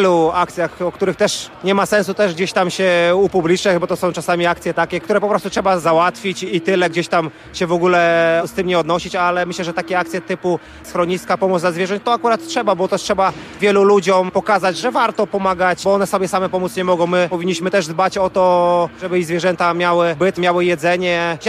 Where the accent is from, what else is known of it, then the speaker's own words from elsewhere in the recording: Białystok, Podlaskie Voivodeship, Poland; jestem z Białegostoku, żona jest z Białegostoku